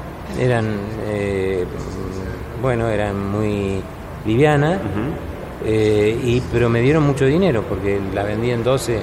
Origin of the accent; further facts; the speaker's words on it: Argentina; moved away as an adult; now in Spain; cuando yo me fui de Argentina era época de la dictadura todavía.